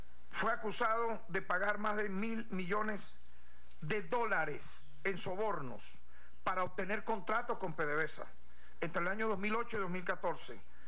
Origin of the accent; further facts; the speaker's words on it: Venezuela; ¿Y cómo quedamos nosotros como venezolanos?